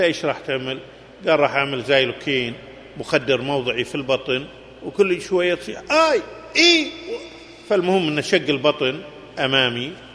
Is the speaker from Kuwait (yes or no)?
yes; Kuwait; عندكم في السعودية وعندنا في الكويت